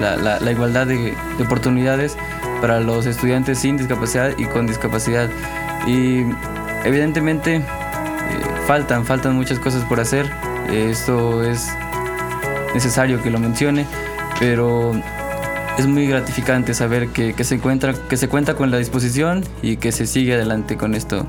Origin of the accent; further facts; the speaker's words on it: Cardel, Veracruz, Mexico; now in Xalapa, Mexico; yo aquí en Xalapa soy foráneo, vengo de la ciudad de Cardel. Aquí vivo con otros dos compañeros con discapacidad visual.